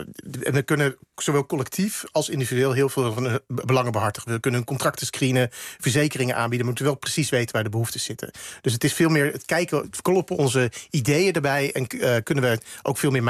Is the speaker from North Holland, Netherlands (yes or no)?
no; Gouda, South Holland, Netherlands; Ik kom zelf uit Gouda, vorig jaar 750 jaar.